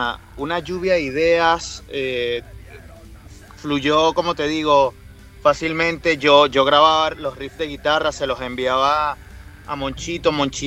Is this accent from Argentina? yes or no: no; Caracas, Capital District, Venezuela; moved away; somos emigrantes, estamos dejando nuestra tierra. Somos emigrantes de Venezuela, de Caracas, del Caribe.